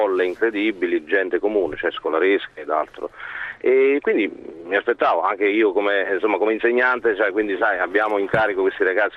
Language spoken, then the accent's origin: Italian; Emilia-Romagna, Italy; siamo della Romagna, qui in provincia di Rimini.